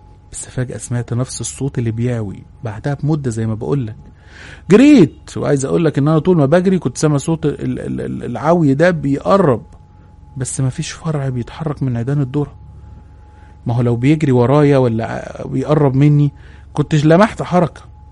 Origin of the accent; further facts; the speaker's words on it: Upper Egypt, Egypt; انا من الصعيد، واللي من الصعيد هيعرف كويس ويفهم كلامي.